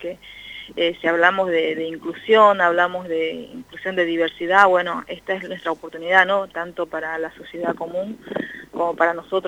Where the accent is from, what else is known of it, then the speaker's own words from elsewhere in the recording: Orán, Salta, Argentina; now in General Pico, Argentina; yo soy quechua, aba guaraní, o sea, tengo mi mamá quechua, mi papá aba guaraní. Soy de Salta, de Orán precisamente, pero estoy viviendo en General Pico hace ya 18 años.